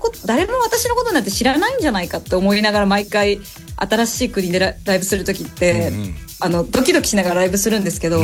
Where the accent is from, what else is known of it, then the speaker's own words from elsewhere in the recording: Kansai, Japan; 関西人ですから。